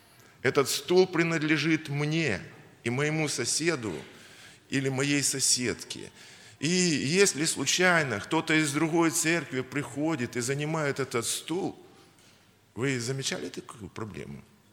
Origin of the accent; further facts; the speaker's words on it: Kyiv, Ukraine; я киевлянин.